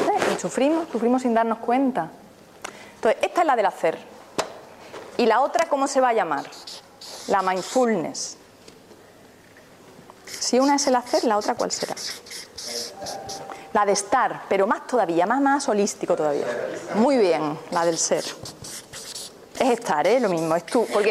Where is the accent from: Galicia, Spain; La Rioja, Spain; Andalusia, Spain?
Andalusia, Spain; Seville; Puede ser, aquí viví enfrente del mar. Yo que vengo de Sevilla, que es más durillo.